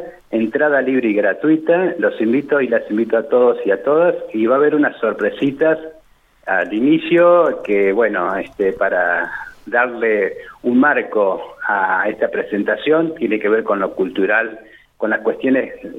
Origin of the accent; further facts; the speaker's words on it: Victorica, La Pampa, Argentina; now in Santa Rosa, Argentina; Victorica, que es mi pueblo natal, yo viví hasta los 18 años en Victorica, luego me instalé en Santa Rosa